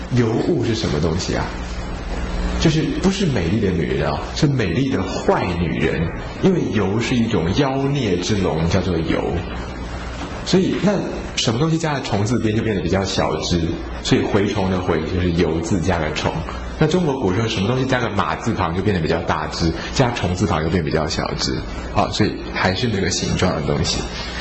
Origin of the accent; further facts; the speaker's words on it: Taiwan; 我们台湾人啊都很寒啊，吃很多青菜水果